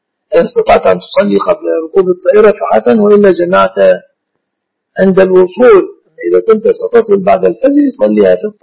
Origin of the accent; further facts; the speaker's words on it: Egypt; اصطلح الناس في بلادنا مصر على أنها دعاء على الشخص.